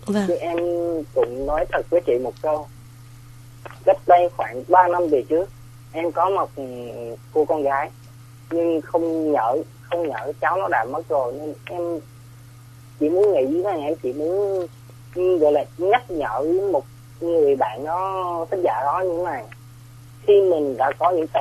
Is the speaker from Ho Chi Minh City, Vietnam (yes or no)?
yes; Ho Chi Minh City, Vietnam; Tại em đến từ thành phố Hồ Chí Minh.